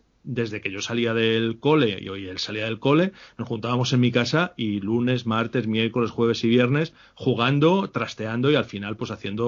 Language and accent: Spanish; Salamanca, Castile and León, Spain; nosotros los dos somos de Salamanca y vivíamos los dos por la misma zona, que es la zona del rollo, Camino de las Aguas, y yo me fui a vivir allí a los 7 años.